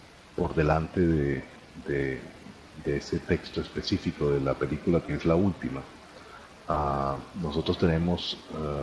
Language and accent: Spanish; Venezuela; yo soy venezolano también.